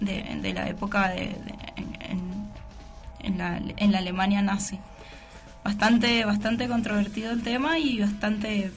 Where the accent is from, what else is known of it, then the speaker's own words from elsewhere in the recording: Argentina; Nuestro top 5 empieza en el 1 y termina en el 5 porque somos argentinos.